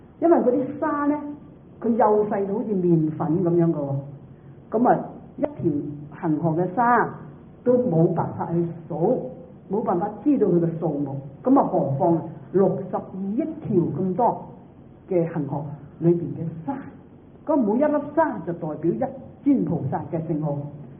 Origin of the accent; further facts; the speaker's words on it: Guangdong, China; 我哋廣東人就講大話咧，妄語。